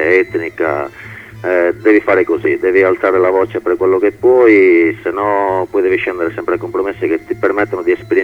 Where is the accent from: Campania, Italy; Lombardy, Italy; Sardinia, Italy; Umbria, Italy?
Sardinia, Italy; noi facciamo ska rock e siamo della Sardegna.